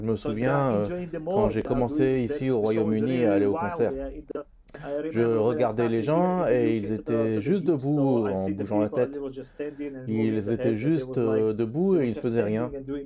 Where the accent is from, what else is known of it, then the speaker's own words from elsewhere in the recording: Slovakia; Je leur ai dit, je viens de Slovaquie.